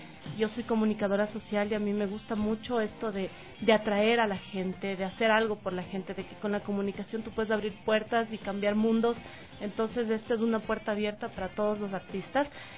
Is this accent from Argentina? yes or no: no; Ecuador; nosotros como ecuatorianos, si tenemos un defecto